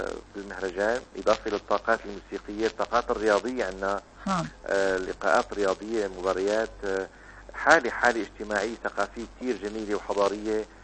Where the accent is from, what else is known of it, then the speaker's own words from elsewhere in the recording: Safita, Tartus Governorate, Syria; ضيعتنا من أوائل القرى يمكن اللي بريف صافيتة اللي دخل عليها التيار الكهربائي، تذكر من 79 دخل التيار الكهربائي على الضيعة.